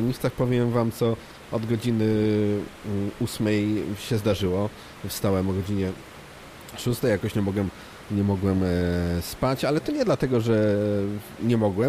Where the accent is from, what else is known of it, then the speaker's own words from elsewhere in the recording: Poznań, Greater Poland Voivodeship, Poland; a ja z Poznania jestem